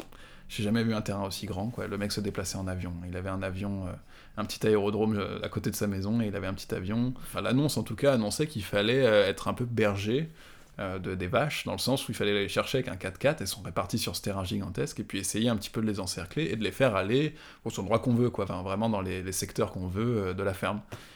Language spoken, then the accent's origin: French; France; j'ai bénéficié aussi du fait que j'étais français.